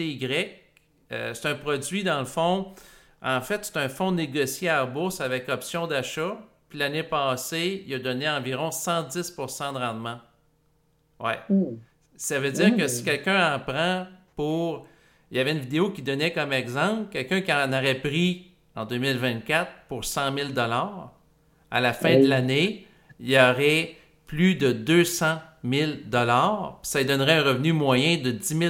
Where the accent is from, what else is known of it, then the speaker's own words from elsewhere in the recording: Quebec, Canada; en tant que Québécois